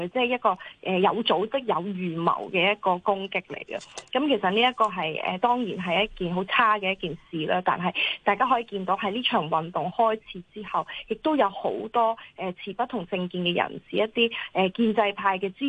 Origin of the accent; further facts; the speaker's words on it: Hong Kong; 我哋香港人